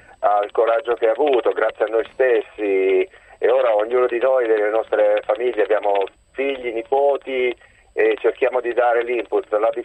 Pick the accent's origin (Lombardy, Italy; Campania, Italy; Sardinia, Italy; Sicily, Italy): Sicily, Italy; Assolutamente no, noi siamo siciliani.